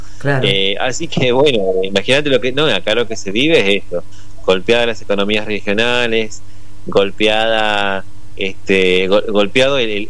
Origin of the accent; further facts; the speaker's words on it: Argentina; y somos argentinos, nos organizamos para todo.